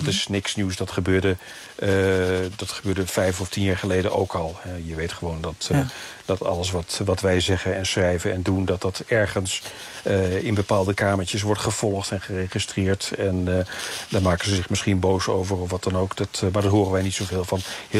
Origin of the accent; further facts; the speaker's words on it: Netherlands; de hele atmosfeer hier is toch ook wel een beetje vergelijkbaar met de kerstsfeer in Nederland, hoor.